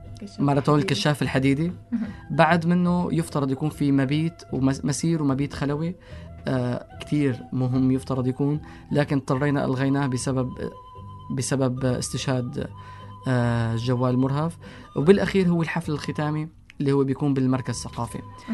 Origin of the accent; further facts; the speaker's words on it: Syria; إلنا كسوريين كعرب ككشافين كإنسان